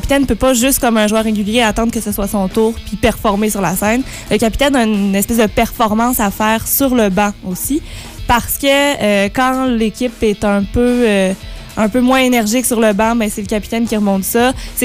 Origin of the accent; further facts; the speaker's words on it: L'Assomption, Quebec, Canada; Et je viens de l'Assomption, qui est une petite ville magnifique et chaleureuse et accueillante dans la Naudière, donc tout près de Montréal.